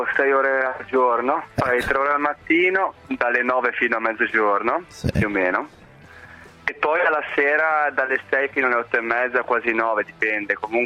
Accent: Savona, Liguria, Italy; also born or lived in Budapest; Io fortunatamente sono nato a Budapest, che è un ungherese, però cioè, mio padre è da un italiano a 2 o 3 mesi, ma subito portato a Savona, per cui ho vissuto 27 anni in Italia.

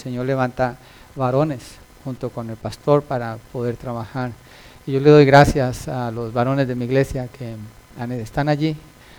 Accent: Colombia; moved away; also born or lived in Milpitas, United States; Yo viví en Milpitas cuando llegué de Colombia, hace, en el año del caldo. Oh, de veras, en el 90 viví en Milpitas. Era chiquito, solo

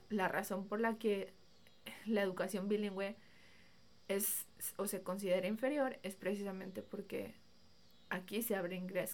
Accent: Mexico; first language Spanish; Yo soy mexicana, aprendí español, tuve toda mi educación en español. Y como aprendí inglés o estudié en un colegio bilingüe donde me enseñaron inglés

